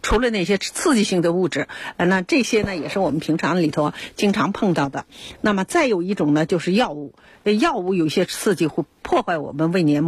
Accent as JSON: {"language": "Chinese", "country": "China", "said": "所以呢，我们中国人呢就给它非常好的美好的寓意"}